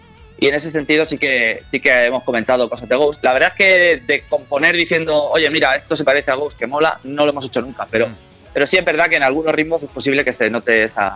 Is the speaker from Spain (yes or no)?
yes; Valencian Community, Spain; Bueno, nosotros somos de la Vega Baja del Segura, o sea que aquí lo vamos a escuchar de mil maneras diferentes.